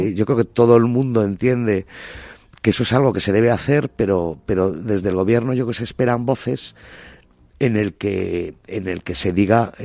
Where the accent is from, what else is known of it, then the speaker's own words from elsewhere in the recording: Galicia, Spain; soy gallego y veraneo en Galicia